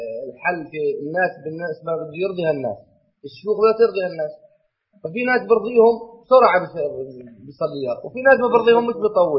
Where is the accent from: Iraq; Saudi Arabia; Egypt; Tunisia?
Egypt; عندنا في مصر يصلون صلاة الفجر بعد الأذان بحوالي 5 دقائق أو أقل